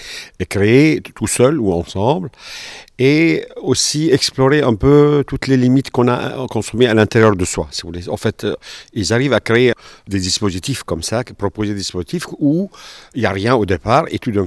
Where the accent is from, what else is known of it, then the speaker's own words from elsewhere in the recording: Cergy, Île-de-France, France; donc je suis de Cergy